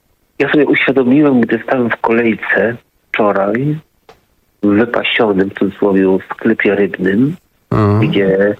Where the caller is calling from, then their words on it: Silesian Voivodeship, Poland; bo jestem ze Śląska, dzwonię